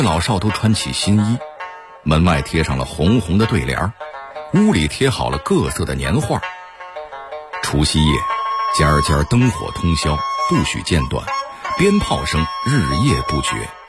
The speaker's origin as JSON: {"language": "Chinese", "region": "Beijing", "country": "China", "tie": "born or raised there", "said": "我从小就在北京长大啊，也经历了30多个春节啊"}